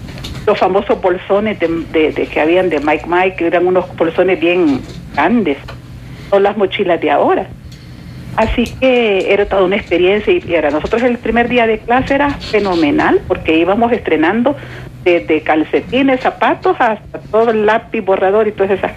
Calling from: San Miguel, El Salvador; Soy tu amiga de San Miguel.

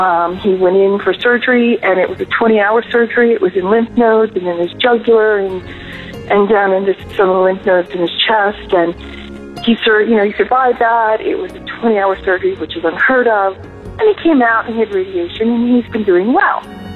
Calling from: Phoenix, Arizona, United States; I'm calling from Phoenix.

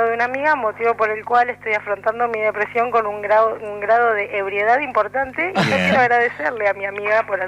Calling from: Buenos Aires, Argentina; soy de Villa Crespo, chicos.

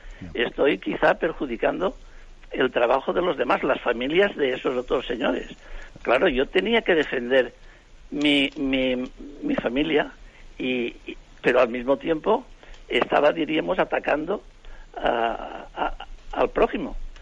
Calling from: Alicante, Valencian Community, Spain; de Alicante.

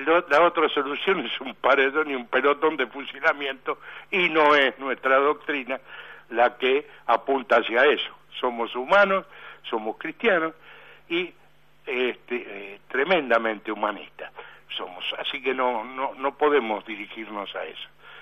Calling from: Buenos Aires, Argentina; soy de Villa del Parque

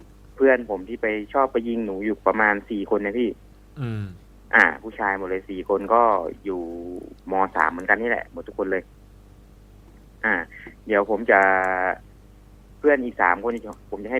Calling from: Rangsit, Pathum Thani, Thailand; ตอนนี้ที่รังสิตอะครับ

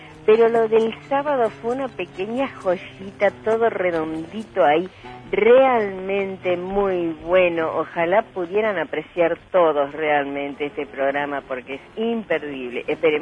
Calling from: Virrey del Pino, Buenos Aires Province, Argentina; de Virrey del Pino

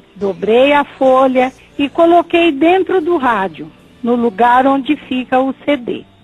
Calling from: Presidente Prudente, São Paulo, Brazil; Sou de Presidente Prudente e ouço o Senhor pela Rádio Onda Viva.

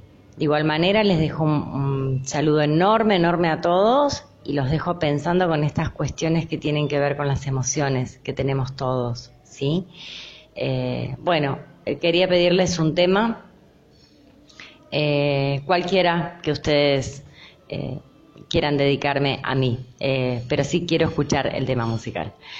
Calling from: Lanús, Buenos Aires Province, Argentina; de Lanús.

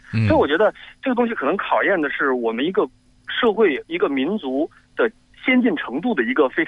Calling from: New York, United States; 我来自纽约。

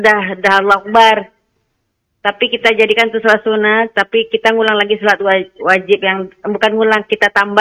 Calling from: Riau, Indonesia; Ustaz, saya dari Riau.

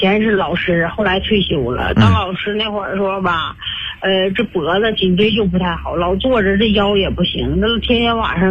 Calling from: Baotou, Inner Mongolia, China; 我是包头的一个新朋友。

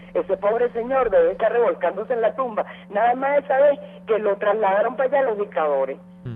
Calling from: Caricuao, Capital District, Venezuela; Nosotros estamos pelando, tan igual que como cualquier venezolano.

